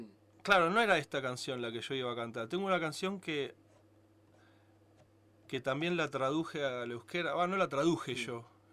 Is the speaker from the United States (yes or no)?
no; Argentina; Y bueno, soy argentino y me llegó la información